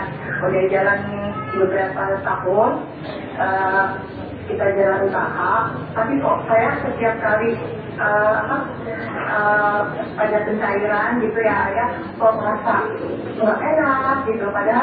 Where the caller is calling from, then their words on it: Banjarmasin, South Kalimantan, Indonesia; saya dari Banjarmasin nih